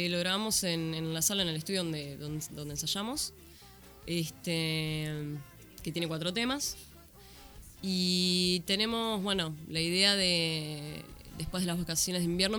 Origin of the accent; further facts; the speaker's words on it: Viedma, Río Negro, Argentina; Yo soy de Viedma, de Río Negro.